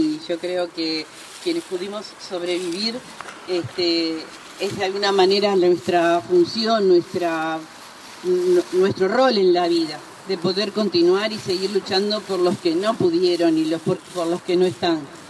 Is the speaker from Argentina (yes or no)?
no; Uruguay; Si alguno no sabe, yo soy uruguaya.